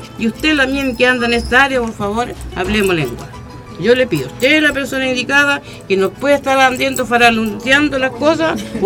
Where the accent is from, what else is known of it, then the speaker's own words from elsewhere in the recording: Freire, Araucanía, Chile; born there; Yo nací en Freire